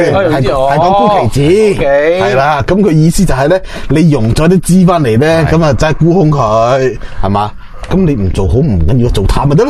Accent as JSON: {"language": "Cantonese", "country": "Hong Kong", "said": "我觉得我哋香港人牺牲下是吗？"}